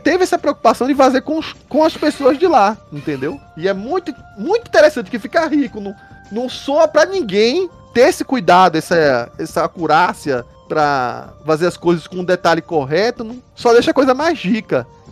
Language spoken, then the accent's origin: Portuguese; Recife, Pernambuco, Brazil; Eu sou de Recife, então eu adorei que tem uma personagem assim.